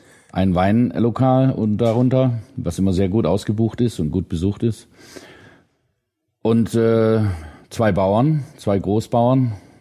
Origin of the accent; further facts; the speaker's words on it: Winnenden, Baden-Württemberg, Germany; also born or lived in Bremen; now in Schorndorf, Germany; Geboren bin ich in Bremen, aufgewachsen bin ich im legendären Winnenden. Da bin ich zur Schule gegangen, dann habe ich in Tübingen studiert.